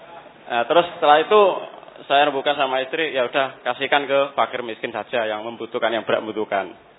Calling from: Bulu, East Java, Indonesia; Kami dari Bulu, Kecamatan Bancar, Tuban. Dari Tuban tetangga kecamatan sama Bapak tadi yang bertanya tadi.

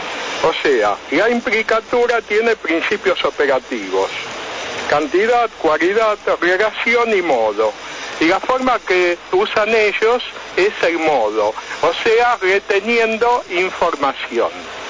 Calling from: Buenos Aires, Argentina; de Caballito.

